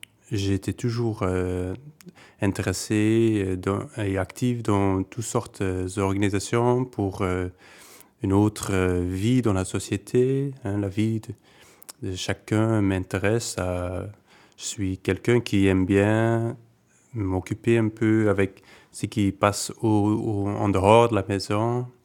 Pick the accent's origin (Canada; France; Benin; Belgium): Belgium; Hasselt, Flanders; born there; also born or lived in Liège; now in Tongeren, Belgium; Moi, je suis né à Hasselt, c'est la capitale de la province de Limbourg. C'est à une demi-heure d'ici. Et puis, j'ai habité à Liège, la grande ville de la Wallonie. C'est à 20 minutes ici. Et maintenant, ça fait presque 5 ans que j'habite ici à Tongres.